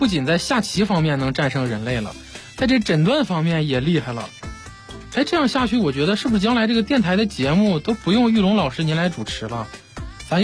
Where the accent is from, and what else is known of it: Beijing, China